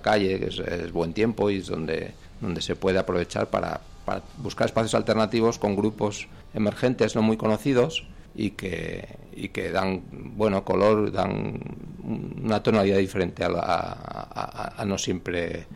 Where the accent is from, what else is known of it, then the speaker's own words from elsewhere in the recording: Tudela, Navarre, Spain; Pues José y yo somos de Tudela